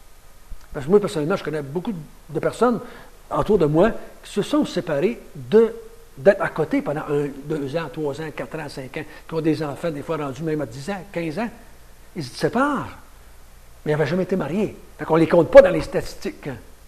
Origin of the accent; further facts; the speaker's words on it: Quebec, Canada; en tant que Québécois, ce n'est pas surprenant que c'est aujourd'hui qu'il y a plus de mariés.